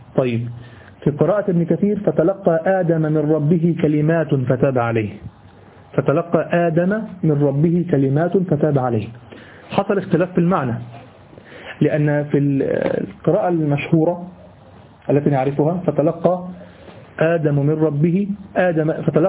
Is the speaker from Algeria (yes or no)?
no; Egypt; أما اللي بيحصل عندنا في مصر والدول العربية فهو هياج بس